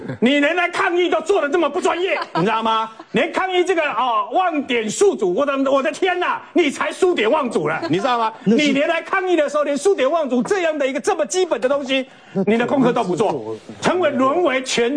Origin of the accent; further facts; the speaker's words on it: Taiwan; 我们的国家叫中华民国，我是台湾人